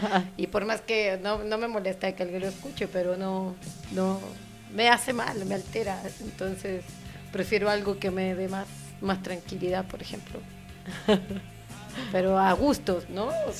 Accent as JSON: {"language": "Spanish", "region": "Mexico City", "country": "Mexico", "said": "Vengo de la Ciudad de México y hasta el momento Chiapas ha sido increíble."}